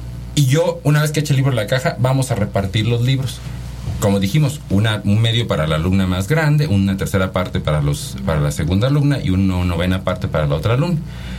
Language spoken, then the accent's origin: Spanish; Oaxaca, Mexico; yo ni siquiera soy de Pachuca, yo soy de Oaxaca, de hecho. Estudié en Puebla, en la Universidad de las Américas Puebla, el Instituto de Matemáticas. Después hice mi doctorado en la Universidad de Toronto.